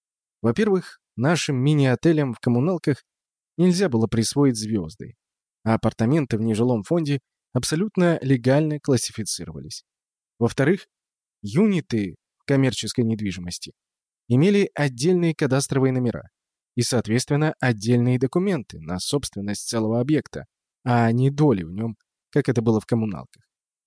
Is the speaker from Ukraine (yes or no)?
no; Saint Petersburg, Russia; Я, питерский гордец, был уверен, что нет места красивее моего родного города.